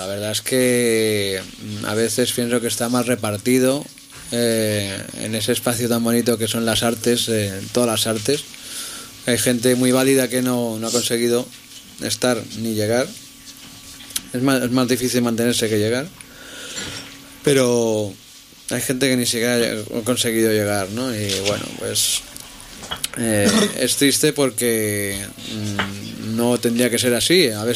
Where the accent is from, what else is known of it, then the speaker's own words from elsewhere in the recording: Catalonia, Spain; Os agradezco mucho los de mi pueblo, del Vallés Oriental.